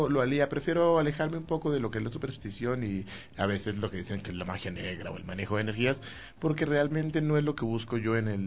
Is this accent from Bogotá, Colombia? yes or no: yes; Bogotá, Colombia; also born or lived in Quito; Yo soy director de teatro, yo crecí en el teatro en la ciudad de Bogotá. Yo soy quiteño y crecí en Colombia y crecí en el mundo del teatro.